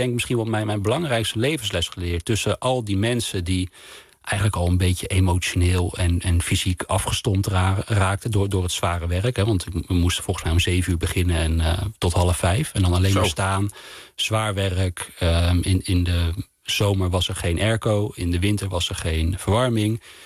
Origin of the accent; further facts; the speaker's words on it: Wageningen, Gelderland, Netherlands; now in Amsterdam, Netherlands; ik woonde toen al in Amsterdam. En deze fabriek stond in mijn in Wageningen, waar ik ben opgegroeid.